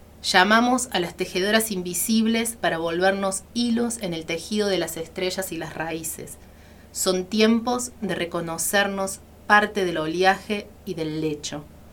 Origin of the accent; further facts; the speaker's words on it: Córdoba, Argentina; En realidad nací y criada en Córdoba capital, en el barrio Alto Alberdi, y ya viviendo en Sierras Chicas hace casi 5 años con mi familia. Así que, bueno, vengo de allá, de Arroyitos y Sierras